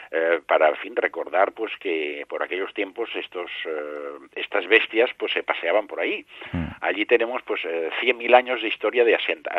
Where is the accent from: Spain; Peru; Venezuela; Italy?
Spain; Barcelona, Catalonia; como catalán y de Barcelona